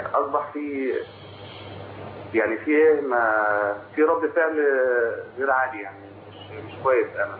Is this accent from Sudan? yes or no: no; Faiyum, Faiyum Governorate, Egypt; moved away as an adult; now in Libya; انا من الفيوم.